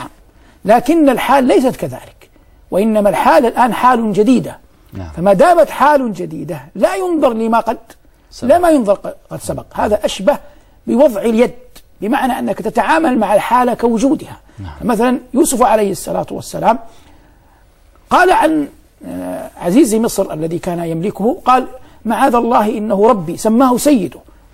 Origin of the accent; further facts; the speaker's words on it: Saudi Arabia; ونحن في بلادنا المملكة العربية السعودية حرسها الله نلتقي بالمصريين كثيرا، خاصة نحن من يسكن المدينة أو يسكن مكة